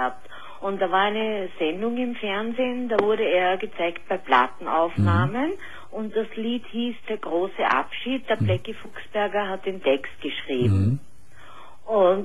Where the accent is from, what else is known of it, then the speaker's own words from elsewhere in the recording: Austria; Und wie du vielleicht weißt, gibt es bei uns in Österreich Wunschkennzeichen.